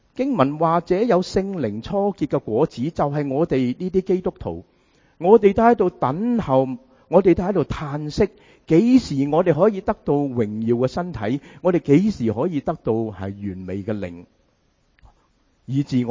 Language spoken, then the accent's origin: Cantonese; United States; 亦都系原因点解我哋美国人咁鍾意食快餐